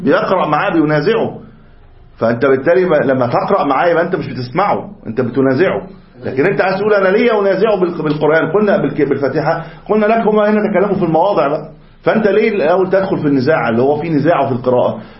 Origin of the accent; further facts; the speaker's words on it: Upper Egypt, Egypt; ممكن كنت انت صعيدي هناك، انا صعيدي هنا.